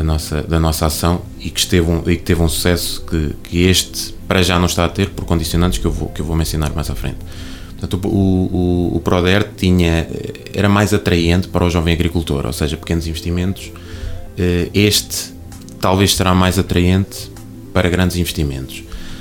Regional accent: Coimbra, Centro, Portugal; now in Oliveira do Hospital, Portugal; Eu não sou natural de Oliveira do Hospital, eu sou natural de Coimbra. Casei-me, a minha esposa é daqui, de Oliveira do Hospital

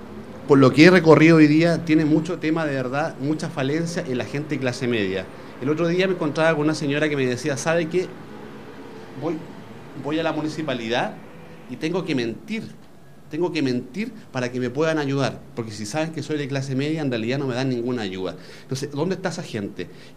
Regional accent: Puente Alto, Santiago Metropolitan Region, Chile; yo, en realidad, soy nacido y criado en Puente Alto. Vivo en Tocornagré como pasado Salvador Allende. Me eduqué, la enseñanza básica en la Escuela Maipo. Y después, enseñanza media, me estudié la consolidada. Así que soy puentealtino

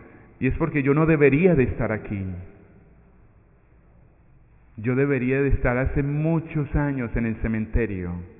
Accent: Medellín, Antioquia, Colombia; now in United States; Yo soy colombiano, soy de Medellín y hace ya algún tiempo trabajé en Brooklyn. Ahora estoy trabajando en Long Island, en Valley Stream, cerca del aeropuerto Kennedy.

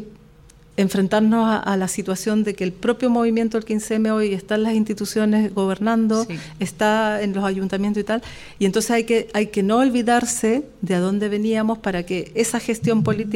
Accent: Chile; Yo como chilena siempre lo dije

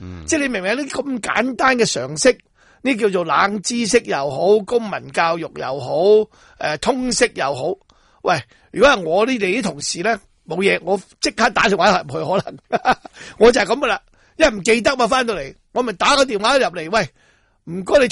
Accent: Hong Kong; 你亦都辜负咗你我哋香港人俾钱你去读新闻系啊！

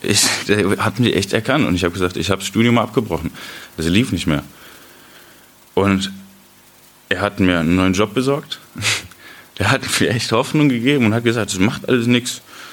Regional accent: Osnabrück, Lower Saxony, Germany; habe mir in Osnabrück, wo ich herkomme, eine Gemeinde gesucht.

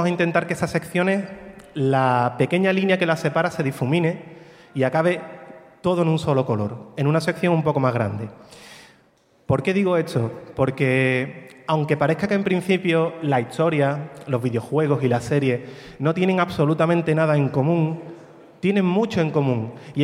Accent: Morón de la Frontera, Andalusia, Spain; perdonad mi acento, soy de Morón, sevillano, no, yo de inglés poco

